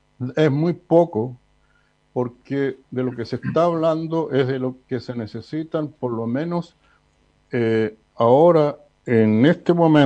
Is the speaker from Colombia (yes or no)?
no; Chile; Eso habla, en cierto modo, de tener mano de guagua, como decimos en Chile